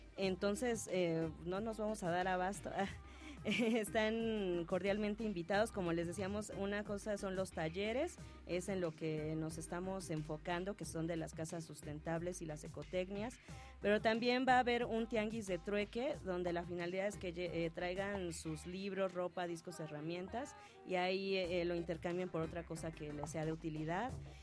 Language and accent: Spanish; Santa Cruz, Mexico; Nosotros que somos del pueblo de Santa Cruz, son los dulces cristalizados los que son originarios.